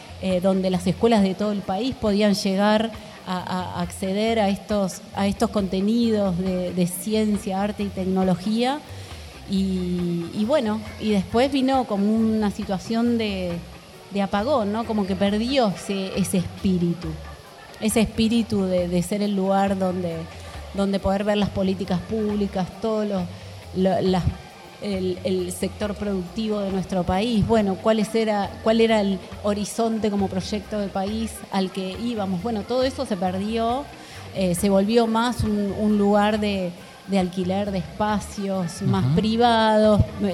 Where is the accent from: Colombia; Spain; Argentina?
Argentina; recuperar toda esa identidad como argentinos y argentinas